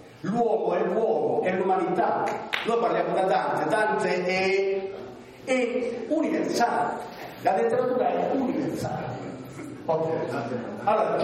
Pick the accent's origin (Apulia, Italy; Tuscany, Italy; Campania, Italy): Apulia, Italy; moved away as an adult; now in Bolzano, Italy; perché io vengo da Salento, provincia di Lecce, sono qui da 72